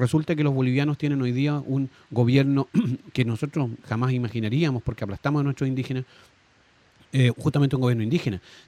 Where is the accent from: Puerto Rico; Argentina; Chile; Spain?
Chile; nos criamos pensando en Chile